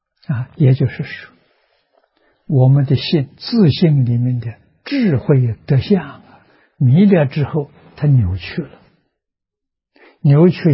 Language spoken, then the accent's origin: Chinese; China; 我们中国人讲明德、亲民、 知至善